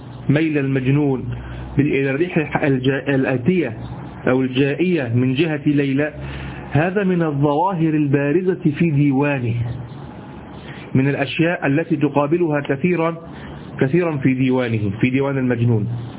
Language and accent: Arabic; Egypt; اليمام اللي احنا عندنا في مصر،